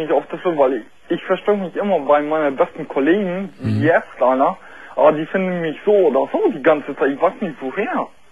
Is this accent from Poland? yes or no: yes; Poland; Nein, ich bin jetzt, also ich bin Pole, also halb Pole, halb Russe.